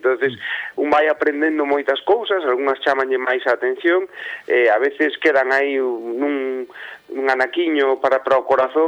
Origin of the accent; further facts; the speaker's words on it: Galicia, Spain; born there; eu dixen que nacín en Galicia